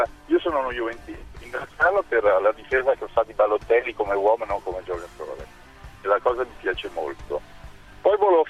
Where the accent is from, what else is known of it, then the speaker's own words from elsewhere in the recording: Milan, Lombardy, Italy; Io sono di Milano, vado a San Siro